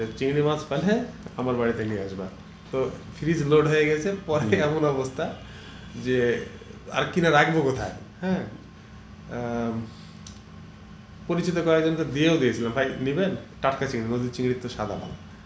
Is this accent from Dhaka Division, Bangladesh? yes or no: no; Kajla, Rajshahi Division, Bangladesh; আমার বাড়ি তো পদ্মার ধারেই বলা চলে আর কাজলায়